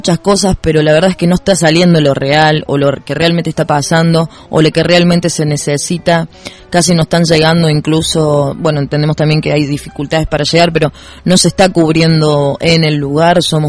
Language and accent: Spanish; Río Ceballos, Córdoba, Argentina; Claro, soy de Río Ceballos